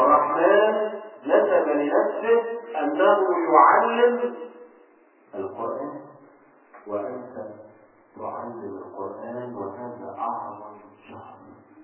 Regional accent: Egypt; حتى عندنا في مصر كليات رياض الأطفال خاصة بالطالبات فقط

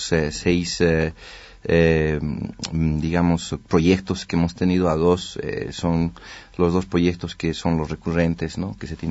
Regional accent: El Alto, La Paz, Bolivia; Sí, bueno, he crecido, ¿no? Desde mi niñez en Ciudad Satélite

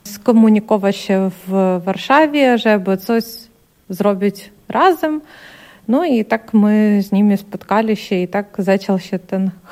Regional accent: Ukraine; Polish is a second language; A kiedy my tutaj też jako Ukraińcy, jako ludzie też z takim doświadczeniem

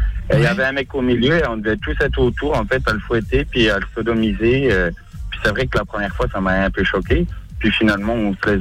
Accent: Paris, Île-de-France, France; C'est ça, exactement, plein Montmartre, ouais.

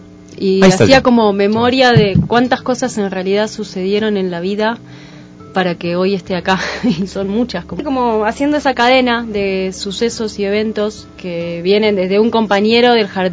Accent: Argentina; soy argentina

